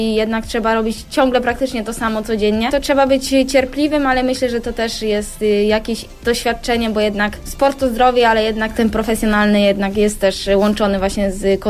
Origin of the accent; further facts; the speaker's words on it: Pęgów, Lower Silesian Voivodeship, Poland; Pęgów, Kołuniejowa. Stamtąd pochodzę i uwielbiam spędzać czas tam, bo jak wychodzę, gdy przyjeżdżam właśnie z Wolfsburga